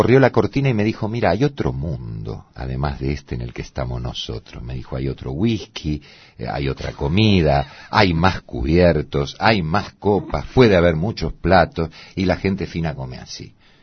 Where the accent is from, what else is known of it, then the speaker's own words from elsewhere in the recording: Buenos Aires, Argentina; born there; Yo nací en Saavedra, cerca de donde vivo ahora, sí. Machaín y Manzanares. Ahí vivían mis padres en una casa de departamentos alquilada.